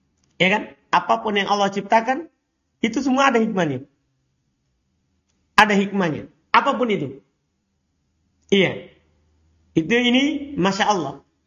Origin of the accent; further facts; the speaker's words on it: East Nusa Tenggara, Indonesia; Tidak perlu kita malu mengaku saya orang Flores.